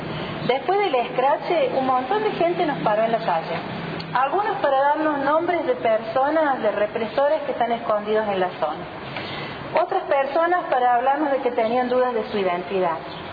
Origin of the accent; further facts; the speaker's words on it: Córdoba, Argentina; yo no soy de acá, yo soy de Córdoba